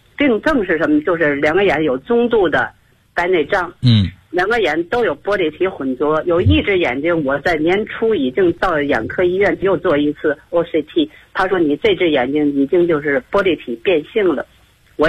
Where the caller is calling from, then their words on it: Tianjin, China; 我是天津的一个会员。